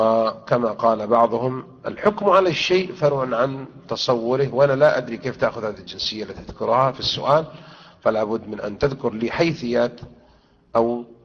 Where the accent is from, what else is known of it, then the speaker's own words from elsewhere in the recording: Morocco; دورة المغرب عندنا في المغرب يوم الجمعة يقرؤون القرآن جماعيا